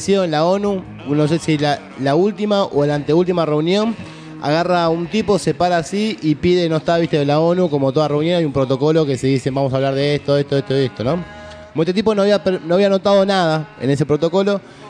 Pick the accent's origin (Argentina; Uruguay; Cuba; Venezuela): Argentina; la miseria que tenemos como argentinos nosotros